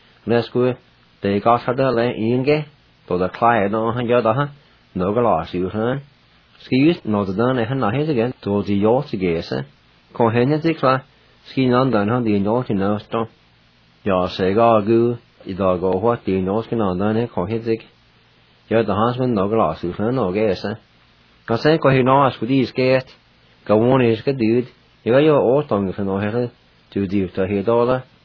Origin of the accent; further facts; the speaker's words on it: Jay, Oklahoma, United States; he and I grew up together in Jay.